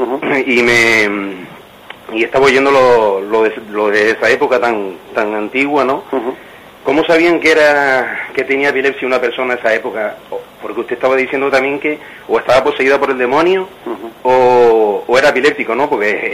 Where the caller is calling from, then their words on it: Canary Islands, Spain; llamo de La Rotada, Tenerife.